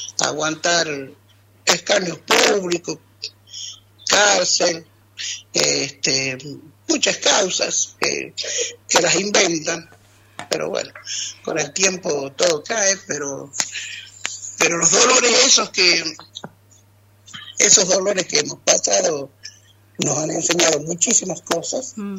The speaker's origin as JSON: {"language": "Spanish", "town": "Andalgalá", "region": "Catamarca", "country": "Argentina", "tie": "born or raised there", "said": "porque si bien la lucha de mi pueblo de Andalgalá está más o menos desde el año 98"}